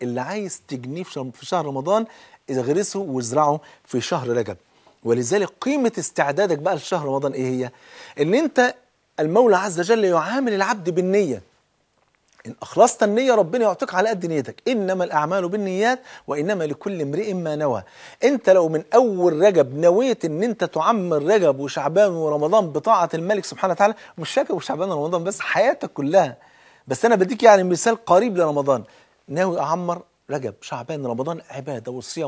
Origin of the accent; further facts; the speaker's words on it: Egypt; بلدنا مصر ام الدنيا